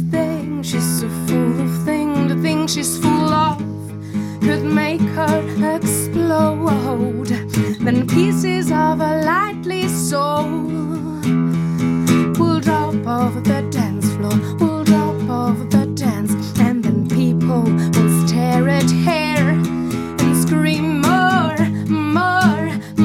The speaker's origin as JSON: {"language": "Italian", "town": "Rome", "region": "Lazio", "country": "Italy", "tie": "born or raised there", "said": "Spero di vedere tanta gente numerosa a Roma, che è la mia città d'origine."}